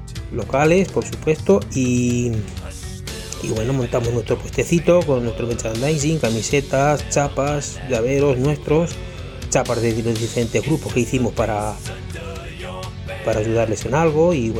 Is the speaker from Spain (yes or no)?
yes; Villacañas, Castilla-La Mancha, Spain; lo que queremos es recalcar que somos de Villacañas y es nuestro homenaje a nuestro pueblo.